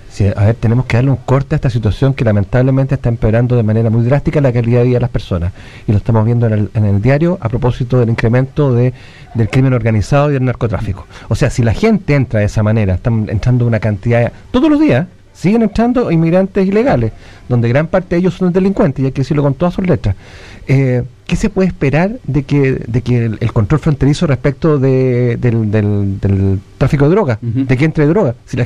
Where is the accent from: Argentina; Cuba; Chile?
Chile; La bandera chilena es la única que nos une como chilenos